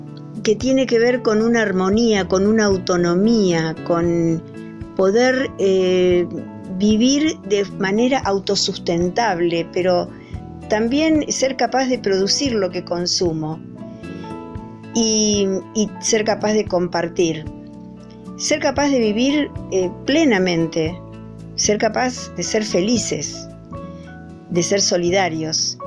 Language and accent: Spanish; Mercedes, Buenos Aires Province, Argentina; also born or lived in Bariloche; now in Capilla del Monte, Argentina; vivo en Capilla del Monte. Aunque nací, me crié, viví en Mercedes, provincia de Buenos Aires, y muchos años en Bariloche.